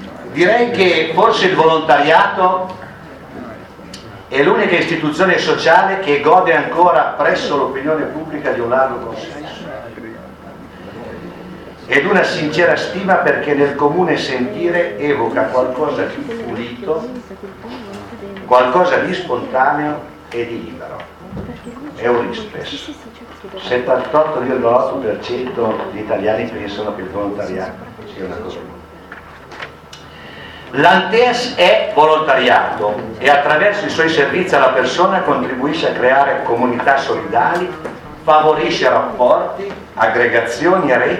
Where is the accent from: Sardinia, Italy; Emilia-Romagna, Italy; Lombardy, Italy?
Emilia-Romagna, Italy; Ferrara; ci sono i miei est di Ferrara, che io sono ferrarese